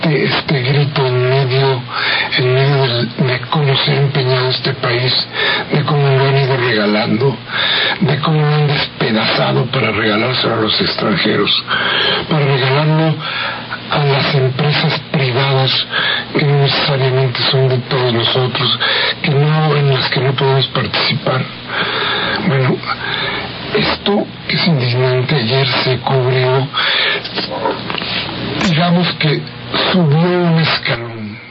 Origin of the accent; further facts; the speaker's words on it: Mexico; se juntaron con los amigos para celebrar que seguimos siendo mexicanos.